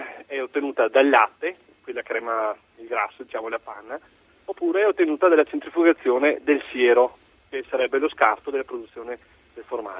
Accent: Vicenza, Veneto, Italy; Abito in provincia di Padova, però io sono vicentino e lavoro tuttora in provincia di Vicenza.

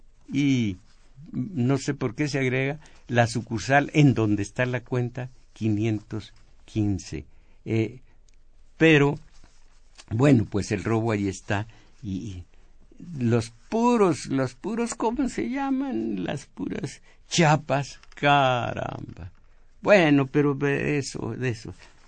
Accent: Mexico; porque somos mexicanos, estamos en México.

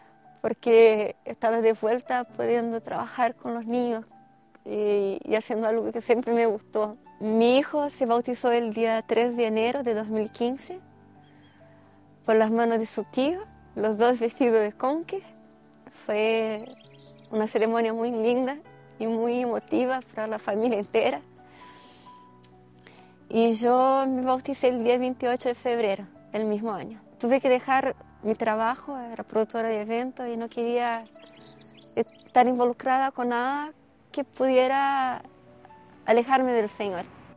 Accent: Curitiba, Paraná, Brazil; tengo 44 años, soy brasileña de Curitiba, Paraná. Conocí la iglesia adventista con muy temprana edad, a los 11 años de edad, a través de mi abuela.

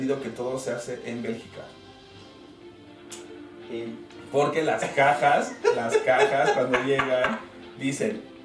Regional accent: Mexico; somos mexicanos, estamos acostumbrados al regateo, a la oferta-demanda

